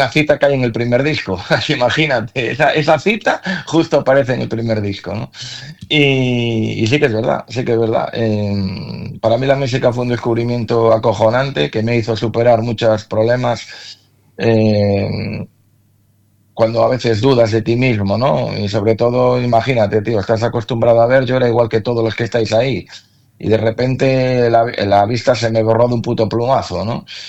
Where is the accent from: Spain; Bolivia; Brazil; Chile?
Spain; A Coruña, Galicia; Igual en Madrid también, si nosotros somos de Coruña, es difícil que metamos gente en una sala